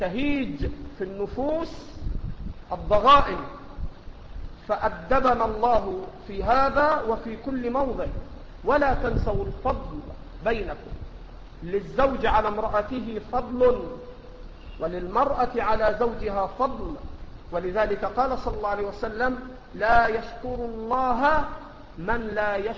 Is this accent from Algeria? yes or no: no; Egypt; accent: Egyptian; ما تأخذه المرأة في لهجتنا المصرية اللي احنا بنسميها الشبكة